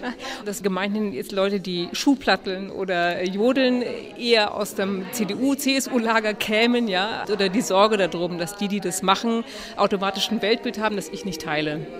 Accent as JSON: {"language": "German", "town": "Munich", "region": "Bavaria", "country": "Germany", "lives_now": "Berlin, Germany", "said": "Also ich komme ganz ursprünglich aus München und ich hätte im Leben nicht gejodelt, weil ich war viel in den Bergen"}